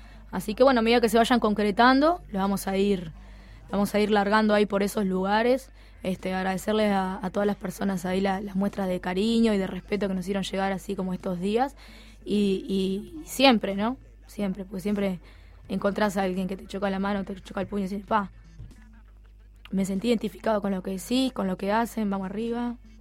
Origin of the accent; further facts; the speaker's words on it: Toledo, Canelones, Uruguay; Yo soy de Toledo, soy del interior.